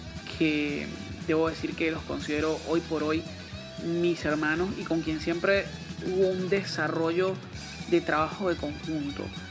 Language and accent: Spanish; Venezuela; es una verdadera institución de la música en mi país, en Venezuela